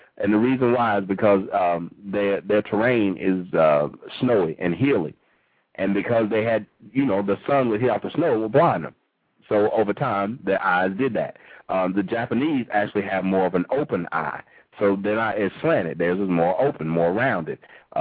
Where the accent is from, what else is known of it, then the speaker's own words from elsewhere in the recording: Laos; He's from Laos. I'm from Laos.